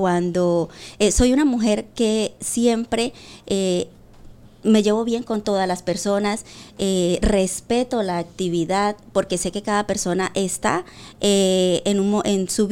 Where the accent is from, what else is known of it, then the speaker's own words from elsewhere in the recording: Venezuela; now in Spain; tanto estando aquí en España como cuando estaba en mi país, Venezuela.